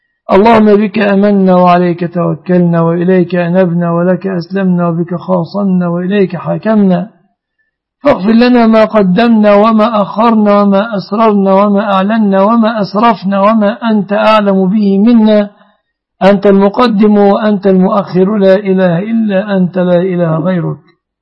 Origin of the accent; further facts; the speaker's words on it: Egypt; واحفظ بلادنا مصر آمنة مطمئنة من كل مكروه ومن كل سوء